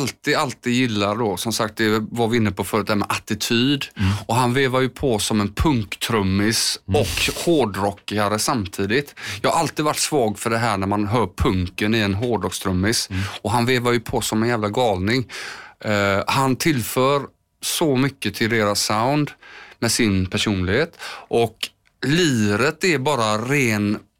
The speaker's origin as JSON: {"language": "Swedish", "town": "Landvetter", "region": "Västra Götaland County", "country": "Sweden", "tie": "born or raised there", "said": "Och det var ju liksom i Landvetter där jag är uppvuxen"}